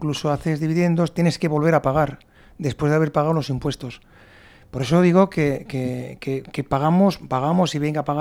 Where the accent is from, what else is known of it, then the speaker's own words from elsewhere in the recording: Navarre, Spain; me podrá fastidiar como ciudadano navarro